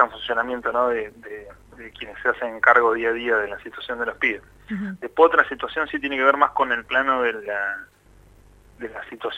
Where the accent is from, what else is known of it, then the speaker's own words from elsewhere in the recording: Azul, Buenos Aires Province, Argentina; yo algo que rescato de mi infancia, de mi niñez en Azul